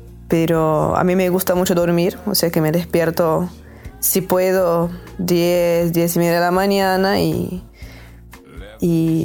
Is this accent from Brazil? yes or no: yes; Brazil; Spanish is a second language; que me mirara la gente distinto porque soy brasileño o algo así.